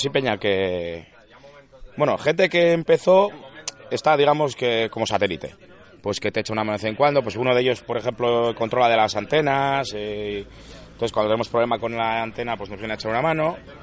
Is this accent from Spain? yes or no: yes; Errenteria, Basque Country, Spain; Bueno, de Orereta, Errenteria, que está en Gipuzkoa, cerca de Donosti.